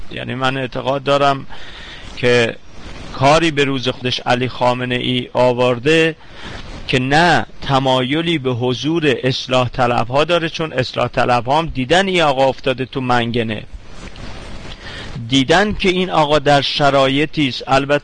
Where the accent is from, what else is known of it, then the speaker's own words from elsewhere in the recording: Iran; من به عنوان یه ایرانی